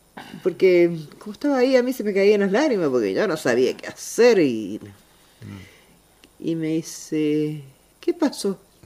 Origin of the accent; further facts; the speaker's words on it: Capilla del Monte, Córdoba, Argentina; now in Mendoza, Argentina; Yo hace 23 años. Uh-huh. Vine, yo soy cordobesa.